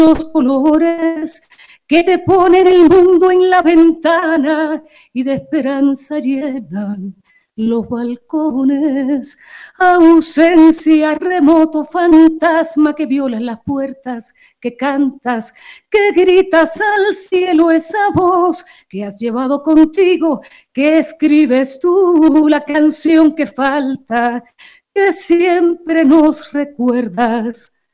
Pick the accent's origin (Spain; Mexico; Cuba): Cuba; Y vengo a apoyar, por supuesto, el proceso maravilloso que ha ocurrido en Ecuador, como cubana, como artista, como cubana.